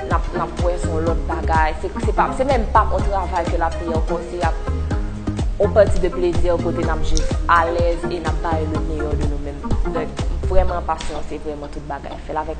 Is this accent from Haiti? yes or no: yes; Haiti; moi je suis haïtienne.